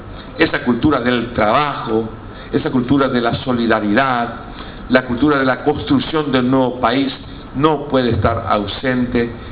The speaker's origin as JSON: {"language": "Spanish", "country": "Paraguay", "said": "a veces hasta agachamos la cabeza para decir yo soy paraguayo"}